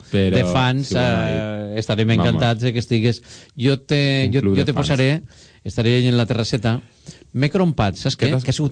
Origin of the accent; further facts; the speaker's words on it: Gandia, Valencian Community, Spain; Soc mega de Gandia, però per estiuar, mira... Tire més a les vores.